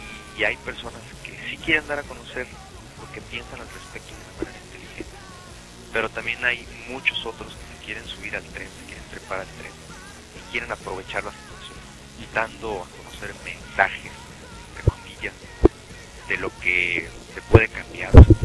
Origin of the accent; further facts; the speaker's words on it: Ciudad Juárez, Chihuahua, Mexico; lo que nosotros estamos viviendo en Ciudad Juárez. Somos de Ciudad Juárez, porque somos de México